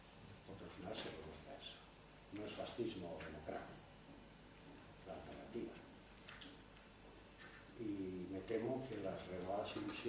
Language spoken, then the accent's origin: Spanish; Asturias, Spain; yo también me siento orgulloso de ser asturiano